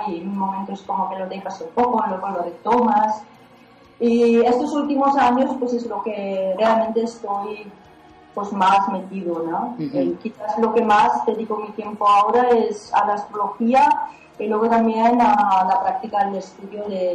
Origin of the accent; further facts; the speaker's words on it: Germany; moved away; Bueno, pues me fui de Alemania muy joven, básicamente porque estaba un poco insatisfecha con la vida que llevaba.